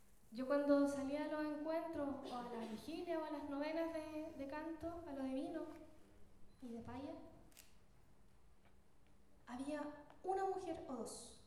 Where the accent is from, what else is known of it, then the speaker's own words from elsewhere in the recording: Chile; soy payadora, guitarronera chilena